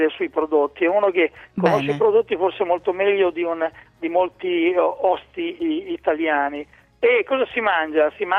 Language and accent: Italian; Emilia-Romagna, Italy; Sono romagnolo, ma purtroppo non sono un grande ballerino di liscio.